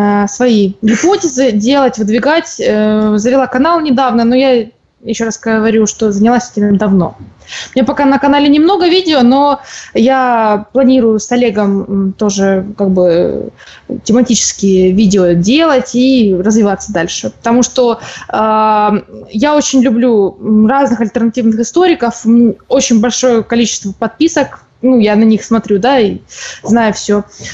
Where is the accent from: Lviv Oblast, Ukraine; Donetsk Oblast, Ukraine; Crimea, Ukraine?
Donetsk Oblast, Ukraine; Donetsk; now in Krasnodar, Russia; когда я училась в Донецке, я из Донецка, мне преподавали историю как бы двояко